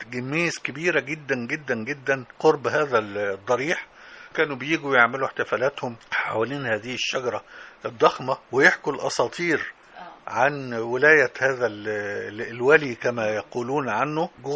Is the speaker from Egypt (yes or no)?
yes; Damanhur, Beheira, Egypt; فيها شبرا وأنا من شبرا على فكرة، شبرا دمنهور يعني شبرا